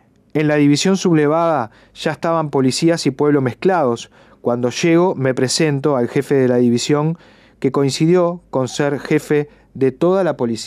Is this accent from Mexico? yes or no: no; Cuba; le digo inmediatamente que soy estudiante al jefe de la policía, que soy cubano, que estamos en un congreso.